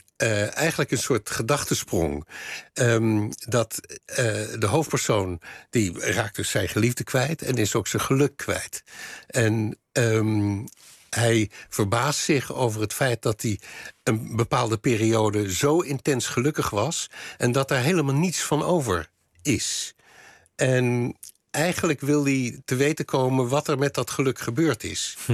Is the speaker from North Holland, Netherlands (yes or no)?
no; Leiden, South Holland, Netherlands; wij komen allebei uit Leiden. Althans, zij is in Amsterdam geboren, maar wij woonden allebei in Leiden.